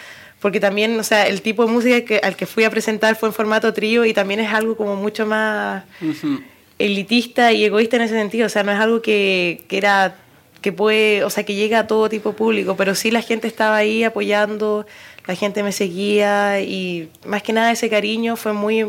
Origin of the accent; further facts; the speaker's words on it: Santiago, Santiago Metropolitan Region, Chile; Y yo lo digo porque soy de Santiago y he estado en varios lugares en Sudamérica y he tenido la harta oportunidad de viajar.